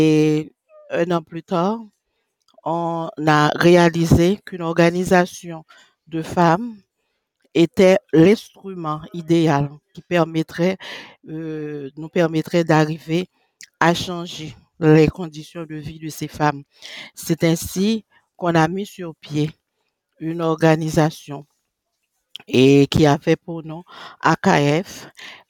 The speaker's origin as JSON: {"language": "French", "country": "Haiti", "said": "je suis une Haïtienne, je reviens d'Haïti"}